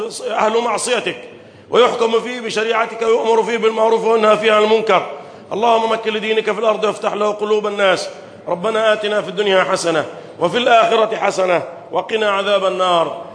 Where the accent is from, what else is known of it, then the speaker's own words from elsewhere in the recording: Egypt; اللهم احفظ بلدنا مصر